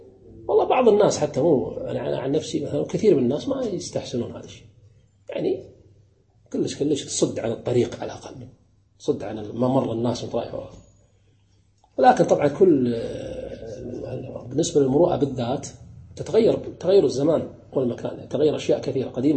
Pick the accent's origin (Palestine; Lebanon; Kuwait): Kuwait; مثلا ككويتيين ليس من المروءة أن تدخل العرس بثوب بدون أن تغطي رأسك